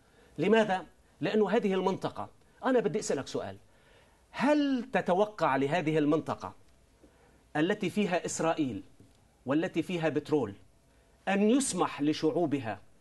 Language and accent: Arabic; Syria; كانوا يرفعون شعارات قومجية عندنا في سوريا مثلا